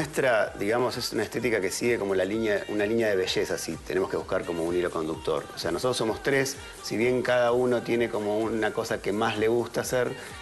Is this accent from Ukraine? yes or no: no; Buenos Aires, Argentina; nosotros, bueno, somos de Argentina, de Buenos Aires